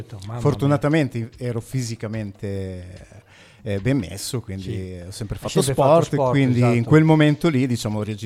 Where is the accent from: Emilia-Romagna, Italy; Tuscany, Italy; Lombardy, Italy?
Emilia-Romagna, Italy; Alfonsine; also born or lived in Massa Lombarda; now in Forlì, Italy; Sono nato a Massa Lombarda, però vivevo ad Alfonsine all'epoca